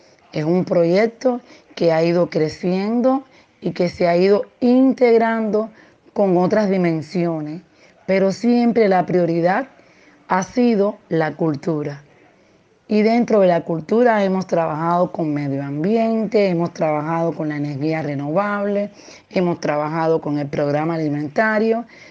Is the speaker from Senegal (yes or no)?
no; Cuba; soy de Cuba